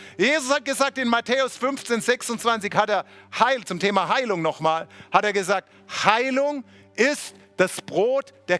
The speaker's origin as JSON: {"language": "German", "region": "Baden-Württemberg", "country": "Germany", "said": "Oh, ich bin selber Schwabe, ich kann solche Witze machen."}